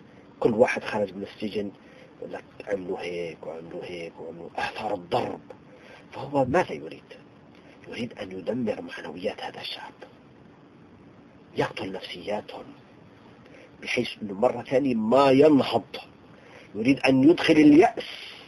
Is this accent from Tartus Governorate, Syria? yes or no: yes; Tartus, Tartus Governorate, Syria; عايش معهم 20 سنة. فأنا ابن طرطوس